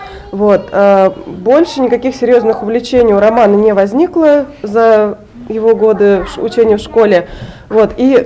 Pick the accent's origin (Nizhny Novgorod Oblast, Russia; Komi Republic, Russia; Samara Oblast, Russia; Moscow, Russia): Samara Oblast, Russia; Samara; мы из Самары.